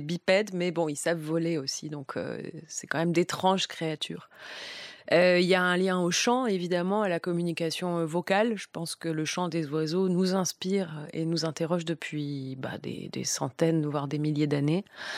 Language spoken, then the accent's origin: French; Marseille, Provence-Alpes-Côte d'Azur, France; Et je l'en remercie en tant que Marseillaise, ex-Marseillaise.